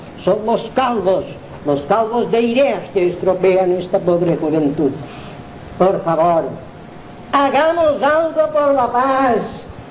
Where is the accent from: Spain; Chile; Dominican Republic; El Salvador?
Spain; Balearic Islands; las forasteradas estas, soy mallorquín